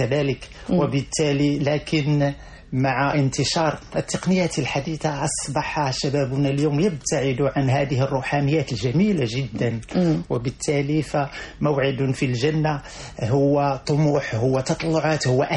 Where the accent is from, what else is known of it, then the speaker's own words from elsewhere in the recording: Morocco; وبحكم كوني أنني ابن البادية، أنا ابن الجنوب المغربي وابن واحة